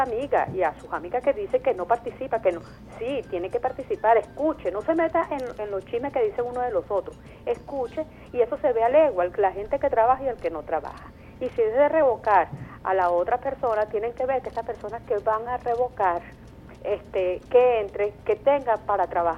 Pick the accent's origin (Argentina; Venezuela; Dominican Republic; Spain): Venezuela; doy opiniones porque soy venezolana